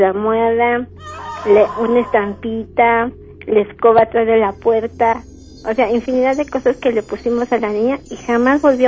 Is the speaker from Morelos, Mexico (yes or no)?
no; San Juan del Río, Querétaro, Mexico; Vengo de San Juan del Río